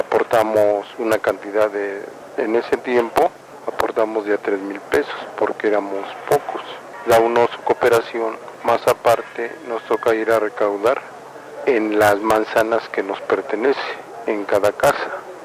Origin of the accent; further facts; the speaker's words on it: Mexico City, Mexico; Yo soy del pueblo de San Lorenzo de Sonco y Zapalapa, DF.